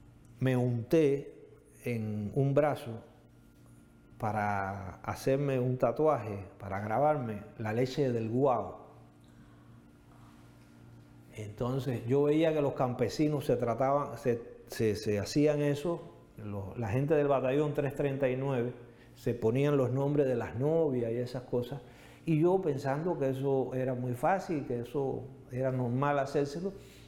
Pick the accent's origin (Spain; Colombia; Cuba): Cuba; el primer acto de compromiso que yo tuve como ciudadano de Cuba